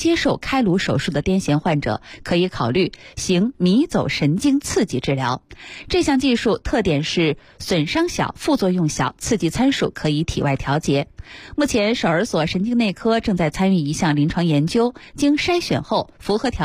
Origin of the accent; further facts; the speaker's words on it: Northeast China, China; 因为我也是东北人